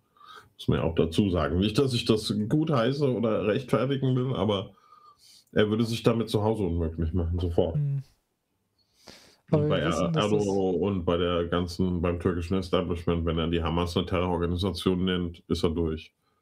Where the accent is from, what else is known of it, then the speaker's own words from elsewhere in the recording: Giessen, Hesse, Germany; dass meine Heimat irgendwie eine Rubrik wird bei den Affen. Also es ist gerade nicht so einfach, in Gießen zu wohnen irgendwie.